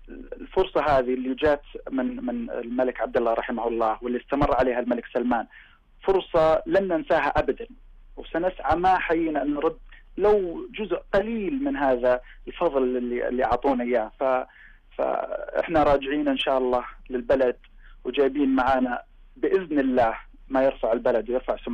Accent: Saudi Arabia; بديت أطبق نفس التطبيق اللي جيت فيه من السعودية، لأن أنا نجحت في السعودية

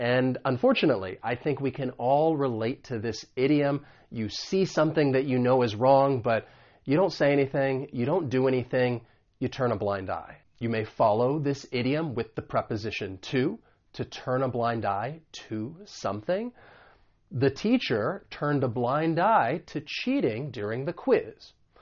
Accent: United States; because I'm from the United States, I am going to pronounce it as a flap T.

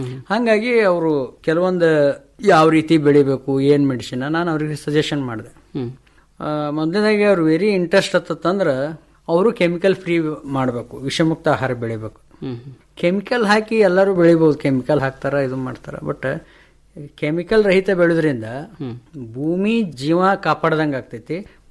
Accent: Vijayapura, Karnataka, India; also born or lived in Bengaluru; ನಂತರ ದಿನಗಳಲ್ಲಿ ನಾವು ಬೆಂಗಳೂರಿಗೆ ಶಿಫ್ಟ್ ಆಗಿ ಅಲ್ಲಿ ವರ್ಕ್ ಮಾಡಿ ಆಮೇಲೆ ಹೊಳ್ಳಿ ಮರುಳಿ ಗೂಡಿಗೆ ತಂದಂಗೆ ಬಿಜಾಪುರಕ್ಕೆ ಬಂದೇವಿ.

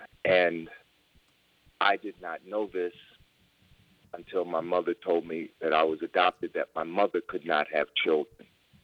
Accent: Newark, New Jersey, United States; also born or lived in Washington, D.C.; So although I was born in Washington, D.C., I grew up and became an adult while I was living in Newark, New Jersey.

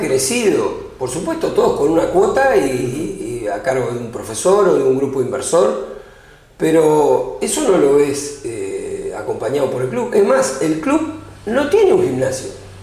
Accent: Cañuelas, Buenos Aires Province, Argentina; yo tengo 60 años vividos en Cañuelas, pues yo nací y estoy acá en Cañuelas desde esa fecha.

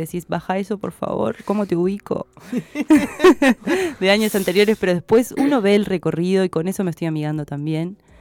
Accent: San José, Uruguay; me crié con toda esa música, que era lo que llegaba, yo soy de San José

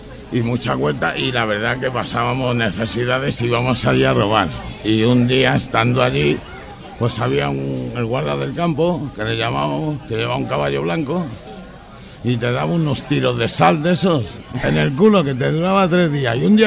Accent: Madrid, Community of Madrid, Spain; me dicen, ¿tú eres de Madrid? Y digo, no, compadre, yo soy de Vallecas.

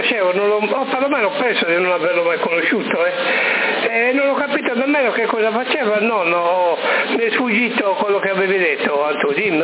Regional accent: Sassari, Sardinia, Italy; io sono nato a Sassari, cresciuto e pasciuto sempre a Sassari, per cui ho la certa età

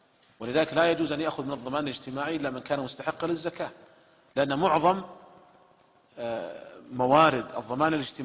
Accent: Saudi Arabia; والشركات عندنا في المملكة العربية السعودية ملزمة بدفع الزكوات

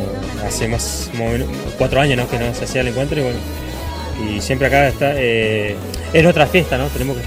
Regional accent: Puerto Madryn, Chubut, Argentina; Yo soy de Puerto Madryn.

